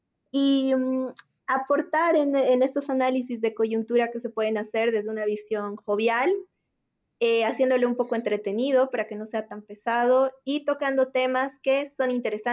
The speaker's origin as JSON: {"language": "Spanish", "country": "Bolivia", "said": "nuevas soluciones para problemas que nos afectan a todos como bolivianos."}